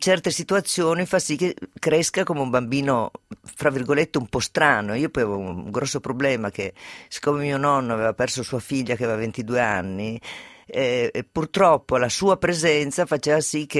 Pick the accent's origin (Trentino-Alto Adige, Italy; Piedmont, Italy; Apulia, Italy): Piedmont, Italy; Turin; born there; Io sono nata a Torino